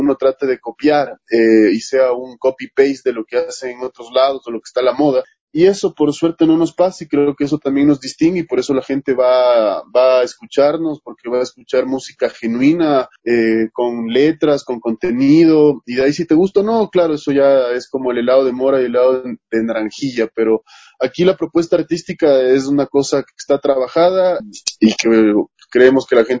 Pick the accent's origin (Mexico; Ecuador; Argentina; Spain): Ecuador; Quito, Pichincha; El Teatro Sucre para mí es o sea, es un escenario, inigualable por lo que representa para mí como quiteño.